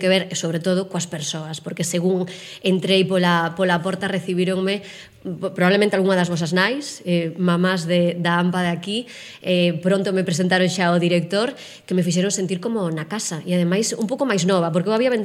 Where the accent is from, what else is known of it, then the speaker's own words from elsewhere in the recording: Melide, Galicia, Spain; also born or lived in Vitoria; Eu nacín no País Vasco, nacín en Vitoria, así que ata os 6 anos fun ali o cole, e despois os meus pais volveron, por sorte, para Galicia, así que eu xa pasei a miña infancia e a miña adolescencia nun pobo pequeno